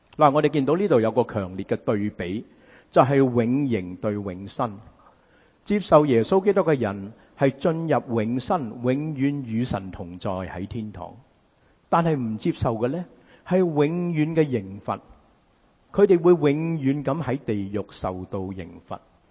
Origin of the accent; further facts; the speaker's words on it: United States; 因为我哋美国人好中意讲华氏。